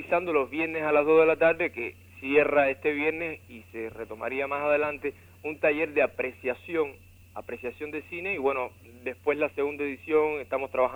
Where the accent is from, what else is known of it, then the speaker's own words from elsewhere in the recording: Cuba; como cubano, que muchas veces sentimos que es normal y que nos corresponde lo que como niños desde niños se nos ha estado entregando